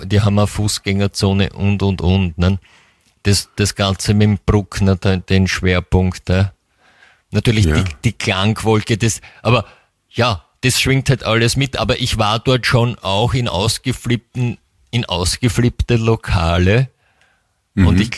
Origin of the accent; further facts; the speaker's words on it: Vienna, Austria; man fährt irgendwohin eher in den Westen als Wiener, habe ich den Eindruck.